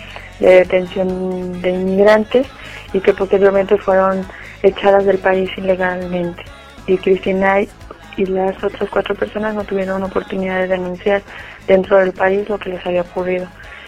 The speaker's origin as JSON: {"language": "Spanish", "country": "Mexico", "said": "Muchas de las mujeres mexicanas que estamos denunciando desde México también somos testigas"}